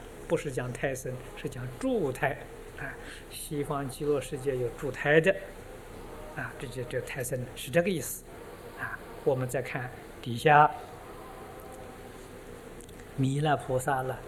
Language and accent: Chinese; China; 我们中国人喜欢拜的天宫